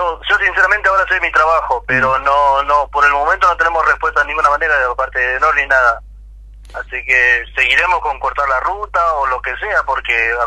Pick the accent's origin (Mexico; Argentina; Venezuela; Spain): Argentina; pero yo, como soy argentino, yo tengo, todos tenemos derecho en la vida.